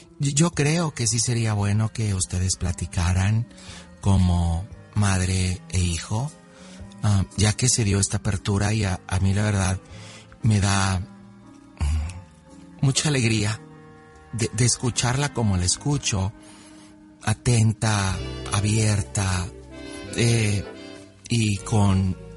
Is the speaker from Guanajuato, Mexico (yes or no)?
no; Tequila, Jalisco, Mexico; tengo 27 años y yo soy de Jalisco, de Tequila.